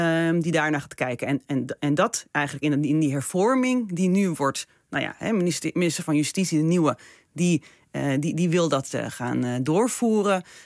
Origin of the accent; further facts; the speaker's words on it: Israel; Dat doen vanuit het standpunt dat we uit Israël komen. Dat we daar echt iets mee hebben, dat we van het land houden